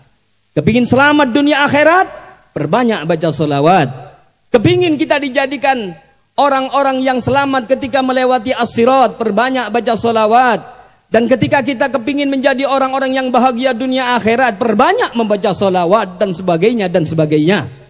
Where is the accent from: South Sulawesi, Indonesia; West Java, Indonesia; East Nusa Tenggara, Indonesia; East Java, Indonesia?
East Java, Indonesia; Malang; saya memang asli Arema, lewat di sini, saya asli Arema, Pak, sama dengan Ustadz Jamal. Kecilnya juga sama-sama di Malang, cuma saya dan Habib Jamal sama-sama Singowaras.